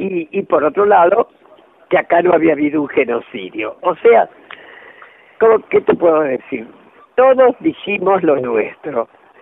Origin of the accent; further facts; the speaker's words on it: Argentina; todos los que estamos acá somos argentinos